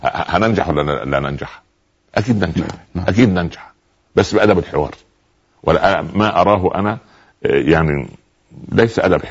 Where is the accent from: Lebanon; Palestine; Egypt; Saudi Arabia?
Egypt; Upper Egypt; كان عندنا في الصعيد يقولوا ايه